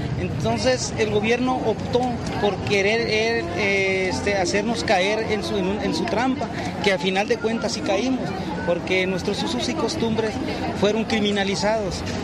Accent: Mexico; Pasé los días más importantes que tiene uno como ser humano, como mexicano

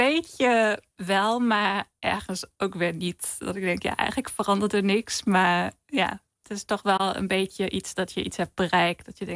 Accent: Germany; Dutch is a second language; in Duitsland bijvoorbeeld, waar ik vandaan kom

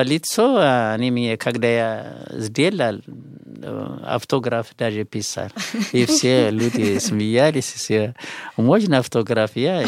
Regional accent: Bahir Dar, Amhara, Ethiopia; Russian is a second language; где я приехал из Бахардар

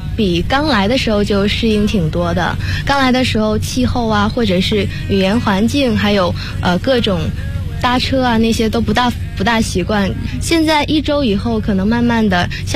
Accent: Guangdong, China; 我觉得首先是普通话可以算吗？因为我是广东人

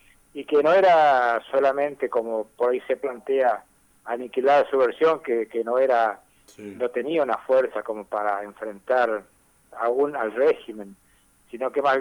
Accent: Villa Ana, Santa Fe, Argentina; Yo soy de Villana, 80 kilómetros al norte de Reconquista

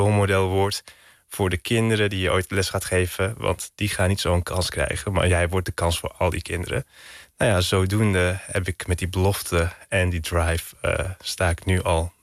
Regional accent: Hilversum, North Holland, Netherlands; born there; also born or lived in Turkey; Ik ben in Hilversum geboren. Tot mijn 7e heb ik hier op school gezeten. Van mijn 7e tot mijn 11e ben ik naar Turkije gegaan.

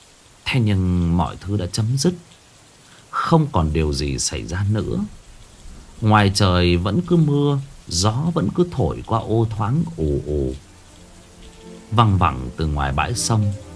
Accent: Thai Nguyen, Vietnam; mặc dù là tôi thì quê ở xa, tôi sinh ra và lớn lên ở Thái Nguyên. Quê của tôi, ông bà già thì ở Hưng Yên cơ. Thế nhưng mà cái nơi mà tôi ở thì nó lại giáp với khu nông nghiệp.

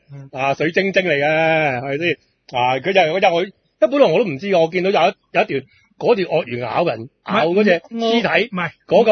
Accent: Hong Kong; 你系咪话系咪呃紧我哋香港人啊？

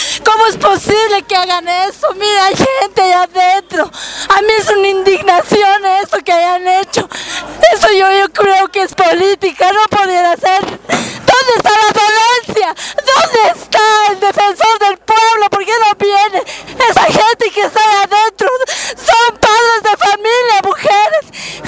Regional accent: El Alto, La Paz, Bolivia; nosotros somos ciudadanas también del Alto.

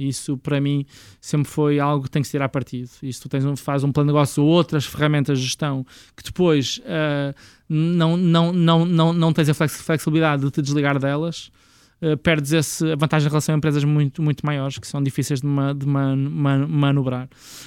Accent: Portugal; sem nos conhecerem de lado nenhum, só porque somos portugueses.

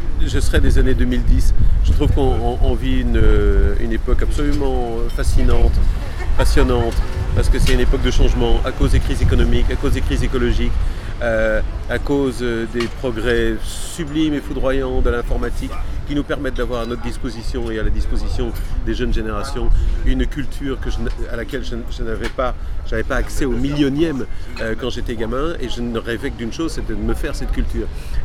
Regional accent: Belgium; now in France; Non, je suis belge.

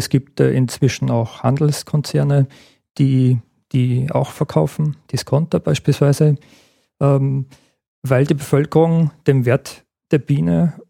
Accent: Gmunden, Upper Austria, Austria; Ich denke gern an meine Kindheit und Jugend zurück. Ich bin ja in Gmunden aufgewachsen und kann mich an viele Schmetterlinge erinnern.

